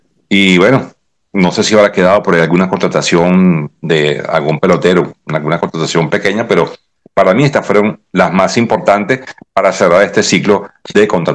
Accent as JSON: {"language": "Spanish", "country": "Venezuela", "said": "debo decir que como venezolano me siento un poco triste"}